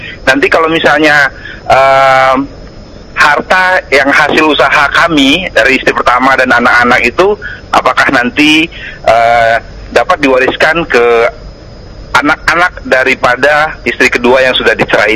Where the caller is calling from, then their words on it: Depok, West Java, Indonesia; Ya, saya dari Depok.